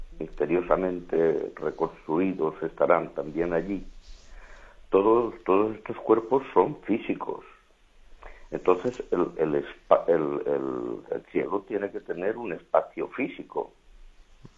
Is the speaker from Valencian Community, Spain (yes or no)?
yes; Valencia, Valencian Community, Spain; de Valencia.